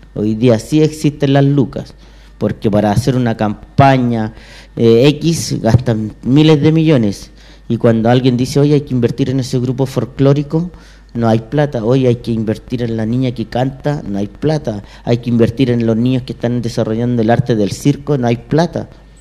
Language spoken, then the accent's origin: Spanish; Puente Alto, Santiago Metropolitan Region, Chile; yo soy de Puente Alto